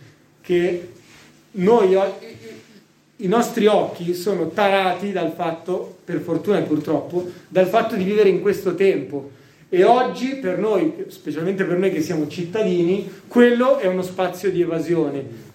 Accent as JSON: {"language": "Italian", "town": "Milan", "region": "Lombardy", "country": "Italy", "said": "visto che io vengo da Milano, usiamo questi linguaggi, noi che parliamo inglese"}